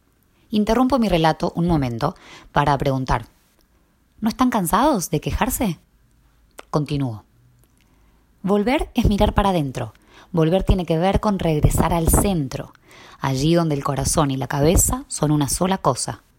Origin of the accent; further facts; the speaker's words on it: Tandil, Buenos Aires Province, Argentina; also born or lived in Ecuador; Volví a Tandil hace 2 semanas después de 14 años, y aunque nunca me gustaron estas palabras, a lo mejor lo hice porque aquí es de donde soy.